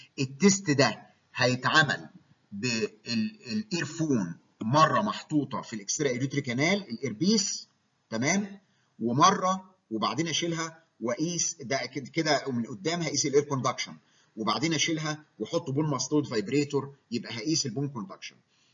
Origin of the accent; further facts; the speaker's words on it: Egypt; هو الاجهزه اللي عندنا في مصر مش شرط 8 فريكوانسيز